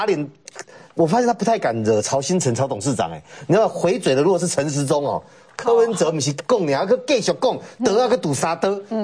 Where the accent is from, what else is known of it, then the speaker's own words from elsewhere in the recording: Taiwan; 要杀光我们台湾人的一个政权